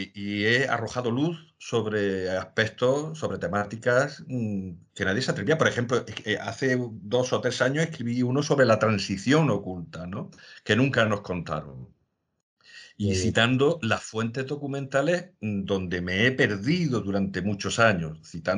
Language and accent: Spanish; Andalusia, Spain; en mi tierra, en la provincia de Jaén